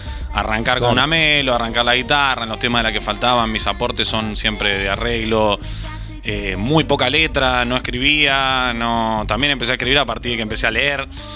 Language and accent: Spanish; San Marcos, Córdoba, Argentina; soy nacido acá, soy enfermo de San Marcos, wow, claro, amo.